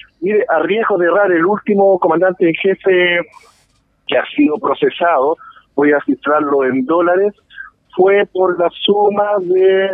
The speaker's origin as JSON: {"language": "Spanish", "country": "Chile", "said": "yo creo que como chilenos, como sociedad, debemos sentirnos orgullosos"}